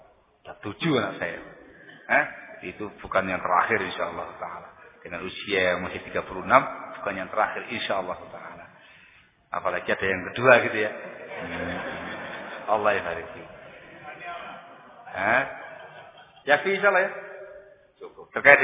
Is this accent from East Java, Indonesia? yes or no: yes; Sidayu, East Java, Indonesia; born there; Lahir di Kecamatan Sidayu, Kabupaten Gresik, Jawa Timur. 36 tahun yang lalu.